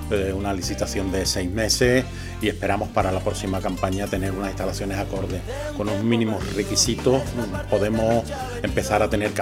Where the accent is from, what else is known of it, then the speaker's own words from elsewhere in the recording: Andalusia, Spain; somos andaluces, pero trabajamos bien